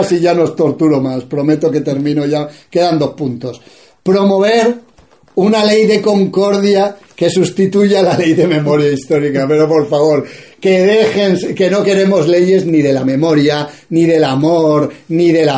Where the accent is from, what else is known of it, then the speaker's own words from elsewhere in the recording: Spain; yo no soy flamenco, soy español, a mucha honra